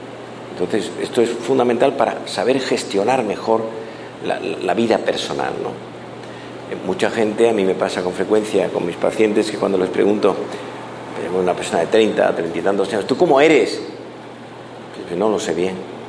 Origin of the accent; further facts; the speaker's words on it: Madrid, Community of Madrid, Spain; Yo vengo de Madrid, en España el fútbol es, en Europa, pero en España en concreto